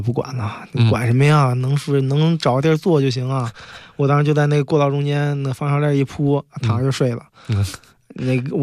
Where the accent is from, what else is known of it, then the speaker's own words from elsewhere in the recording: Zhengzhou, Henan, China; 我老家郑州的，我还遇见几个河南人